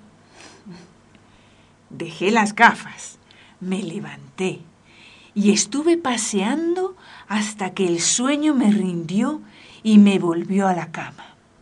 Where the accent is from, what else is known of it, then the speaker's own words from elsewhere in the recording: Barcelona, Catalonia, Spain; moved away; also born or lived in Paris, France; Vengo de Barcelona, estuve viviendo unos años en París